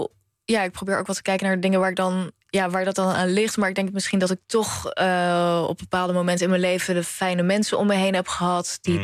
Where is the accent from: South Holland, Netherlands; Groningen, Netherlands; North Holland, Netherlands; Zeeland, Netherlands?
South Holland, Netherlands; The Hague; Ja, ik ben in Den Haag opgegroeid dus. En best wel een multiculturele wijk.